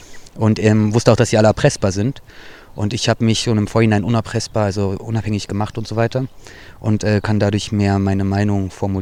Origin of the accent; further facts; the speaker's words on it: Berlin, Germany; born there; ich bin in Berlin geboren, Deutsch-Türke